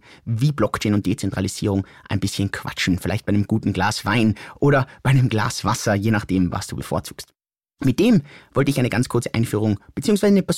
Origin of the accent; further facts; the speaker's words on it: Innsbruck, Tyrol, Austria; accent: Innsbruck dialect; Und auch wenn ich vielleicht hin und wieder meinen Innsbrucker Dialekt ein bisschen zum Vorschein bringe